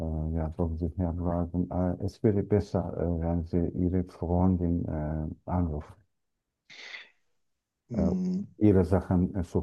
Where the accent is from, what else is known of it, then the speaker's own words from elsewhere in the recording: Turkey; German is a second language; now in Gladbeck, Germany; Ich komme aus der Türkei.